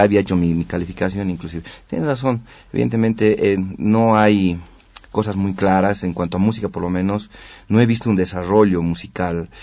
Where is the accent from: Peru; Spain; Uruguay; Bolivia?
Bolivia; El Alto, La Paz; Sí, bueno, he crecido, ¿no? Desde mi niñez en Ciudad Satélite